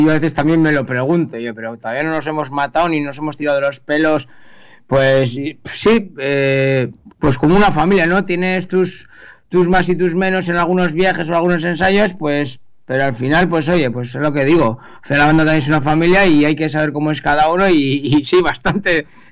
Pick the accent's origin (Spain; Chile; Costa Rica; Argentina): Spain; Basque Country; de Vizcaya. En concreto somos componentes que pertenecemos a Repélega y Baracaldo.